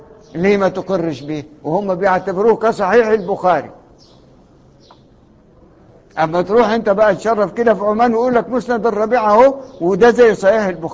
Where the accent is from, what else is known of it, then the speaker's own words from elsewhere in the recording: Egypt; ايه اللي جاب عندنا احنا معذرة يعني كمصريين الشبهة دي؟